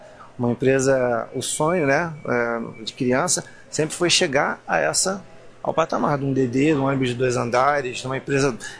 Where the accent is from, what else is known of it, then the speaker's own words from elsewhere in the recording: Nilópolis, Rio de Janeiro, Brazil; accent: Rio de Janeiro; Eu sou de Nilópolis, na cidade da Baixada Fluminense, no Rio de Janeiro, conhecida como berço do samba, né? Por causa da beija-flor de Nilópolis